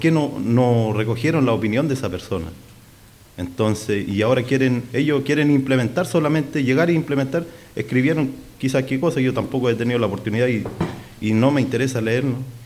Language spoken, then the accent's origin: Spanish; Araucanía, Chile; no solamente yo vengo de Malleco